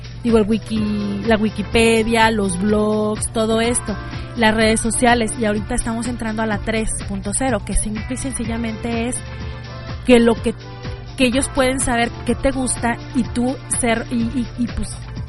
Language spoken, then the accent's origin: Spanish; Arandas, Jalisco, Mexico; era en Arandas, yo soy de Arandas